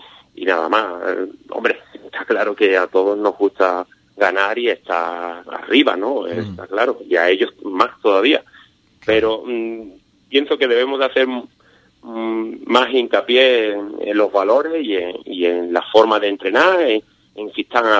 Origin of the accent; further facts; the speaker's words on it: Ubrique, Andalusia, Spain; la mayoría son de Ubrique, somos 9 de Ubrique